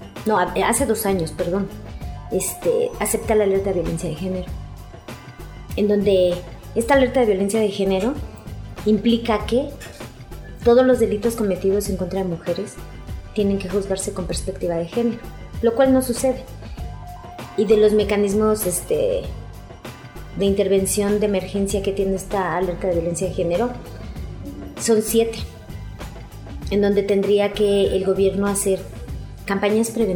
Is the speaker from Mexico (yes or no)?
yes; Mexico City, Mexico; born there; now in Ecatepec, Mexico; sí somos mujeres mexiquenses, aunque yo nací en el distrito, en la Ciudad de México, ahora antes Distrito Federal. Vivo en el municipio de Ecatepec de Morelos